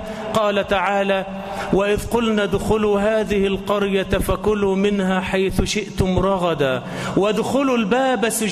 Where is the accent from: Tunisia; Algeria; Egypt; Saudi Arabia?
Egypt; اللهم اجعل بلدنا مصر آمنة مطمئنة